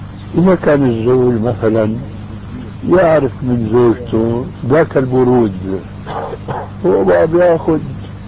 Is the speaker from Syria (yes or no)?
yes; Syria; كما يقولوا عندنا في الشام